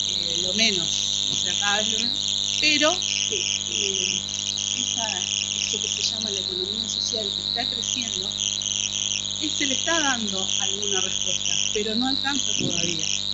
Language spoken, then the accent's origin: Spanish; Argentina; Pues yo soy de la idea de estas leyes, de que todos somos argentinos.